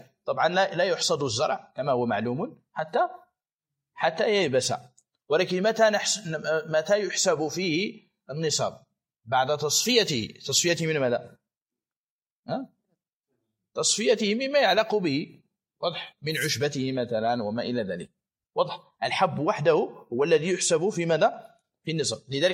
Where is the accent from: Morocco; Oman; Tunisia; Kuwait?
Morocco; يعني أكثر العنب عندنا في المغرب الآن غالبه يباع فاكهة.